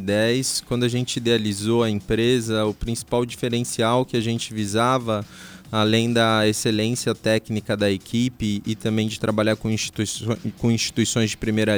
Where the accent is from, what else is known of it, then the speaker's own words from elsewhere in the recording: Foz do Iguaçu, Paraná, Brazil; now in Curitiba, Brazil; cresci aqui, né, que eu já moro há tanto tempo em Curitiba que hoje eu já me considero de lá também, mas enfim, cresci em Foz, tenho raízes aqui, tenho famílias, grandes amigos